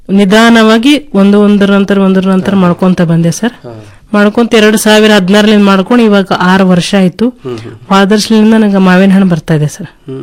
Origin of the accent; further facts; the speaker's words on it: Basavakalyan, Karnataka, India; ನಾನು ಕೃಷಿ ಕುಟುಂಬದಿಂದ ಬಂದವಳು, ನನ್ನ ಬಸವ ಕಲ್ಯಾಣ.